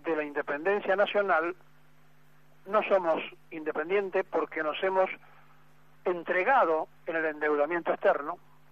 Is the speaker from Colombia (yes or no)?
no; Argentina; es mucho más difícil como argentino tener que decirles estas cosas a los connacionales